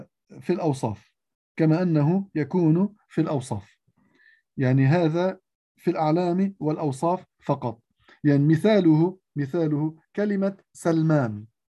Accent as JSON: {"language": "Arabic", "country": "Lebanon", "said": "هي اسم لمنطقة عندنا في لبنان"}